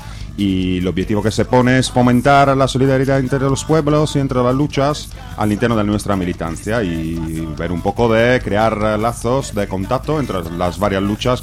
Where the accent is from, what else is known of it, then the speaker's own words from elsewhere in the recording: Basque Country, Spain; venimos un poco de Guipúzcoa, de Álava, de Vizcaya, de Nafarroa.